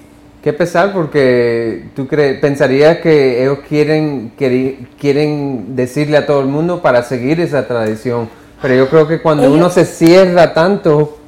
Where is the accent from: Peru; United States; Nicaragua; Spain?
United States; Spanish is a second language; Pero como yo soy americano, yo soy tan... me gusta cambiar y ser, tú sabes